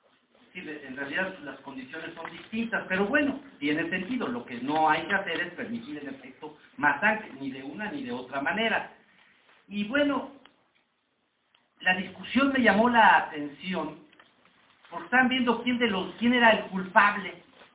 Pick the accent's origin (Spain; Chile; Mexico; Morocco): Mexico; Sacate, los mexicanos somos duros.